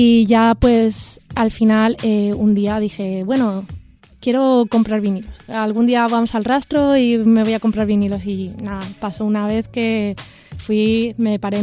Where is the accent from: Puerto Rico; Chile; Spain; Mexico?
Spain; Elche, Valencian Community; now in Madrid, Spain; Soy de Elche, de Alicante.